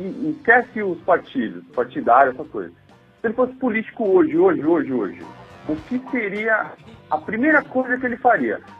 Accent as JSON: {"language": "Portuguese", "region": "Paraná", "country": "Brazil", "moved": "as an adult", "lives_now": "São Paulo, Brazil", "said": "eu venho do interior. Eu sou do interior do Paraná e vim para São Paulo com 18 anos."}